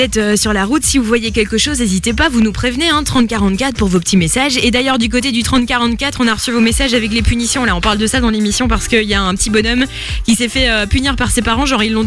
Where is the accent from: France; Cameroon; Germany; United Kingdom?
United Kingdom; accent: English; French is a second language; Et c'est pas très très gentil de se moquer de mon accent anglais.